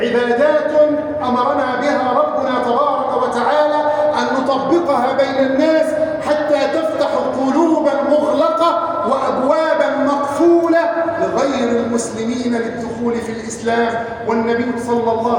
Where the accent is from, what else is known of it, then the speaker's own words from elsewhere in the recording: Egypt; احفظ بلادنا مصر وسائر بلاد المسلمين